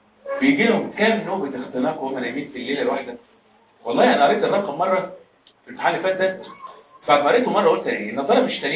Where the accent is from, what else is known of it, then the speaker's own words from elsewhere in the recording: Egypt; طب يعني عندنا في مصر موجوده